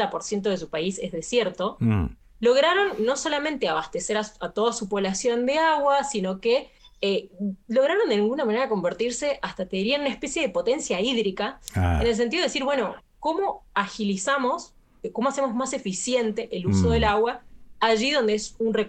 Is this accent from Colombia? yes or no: no; San Juan, Argentina; Yo soy sanjuanina